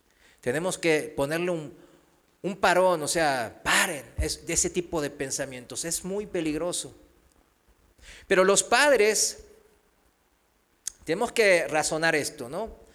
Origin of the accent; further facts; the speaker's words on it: South Korea; de educación, de cultura, de nacionalidad, pues yo soy de Corea